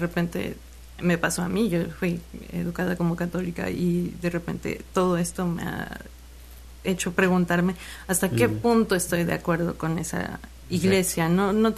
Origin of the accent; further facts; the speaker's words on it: Xalapa, Veracruz, Mexico; De aquí, de Jalapa.